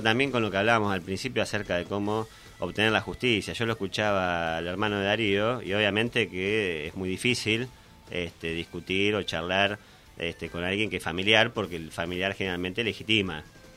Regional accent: Argentina; la justicia tan anhelada que todos como los argentinos queremos

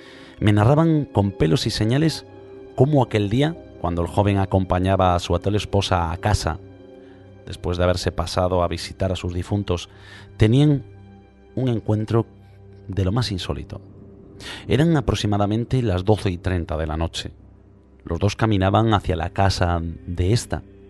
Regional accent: Galicia, Spain; como buenos gallegos, queremos hablaros un poquito de la Santa Compaña y de todas las leyendas que la rodean en nuestra maravillosa tierra

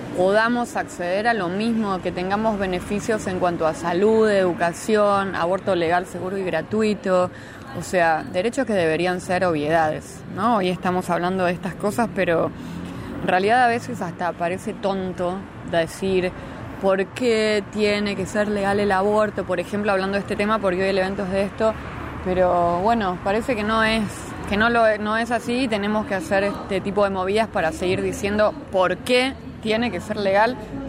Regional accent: La Plata, Buenos Aires Province, Argentina

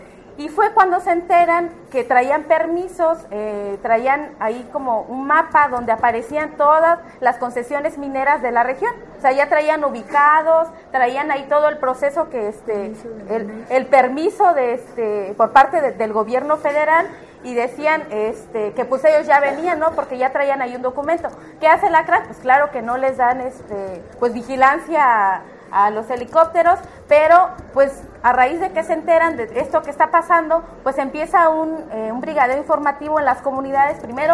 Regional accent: Citlaltepec, Guerrero, Mexico; soy originaria de Citlaltepec, municipio de Metlatónoc

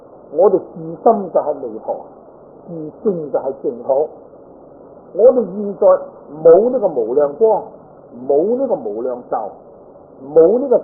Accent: China; 在我哋中國人嚟講咧，應該都好聞名

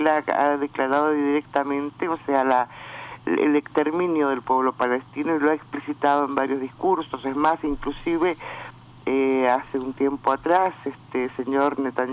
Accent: Argentina; nosotros no necesitamos nada de Israel como argentinos.

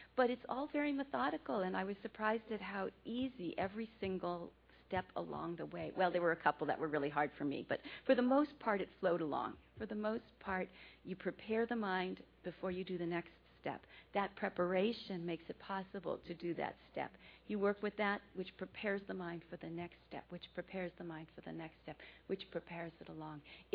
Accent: United States; Well, I'm an American, so you know we have a lot of influences here.

